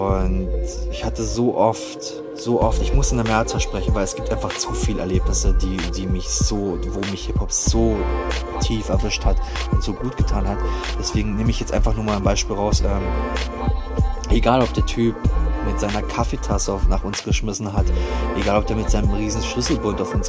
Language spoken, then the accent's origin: German; Germany; Ich bin aus Deutschland, ich will bei dir Platten bestellen. Unsere ganzen Kumpels in unserer Stadt wollen diese Platten.